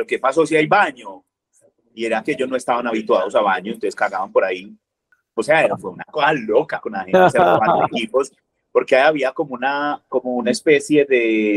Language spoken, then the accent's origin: Spanish; Medellín, Antioquia, Colombia; born there; yo nací en Medellín, pero no soy paisa. Yo no quiero ser paisa